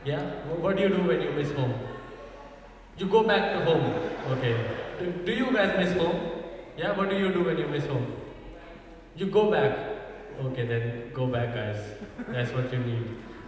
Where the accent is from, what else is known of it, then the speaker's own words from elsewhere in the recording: Uttarakhand, India; I grew up in India myself, yeah, from this state in the north of India, known as the UK. But people say you don't even have a British accent, yeah.